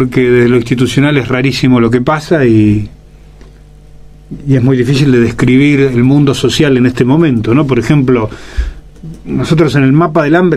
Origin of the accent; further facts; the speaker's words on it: Argentina; O sea, en mi país, yo trabajo en la Argentina haciendo granjas y huertas donde hay desnutrición infantil.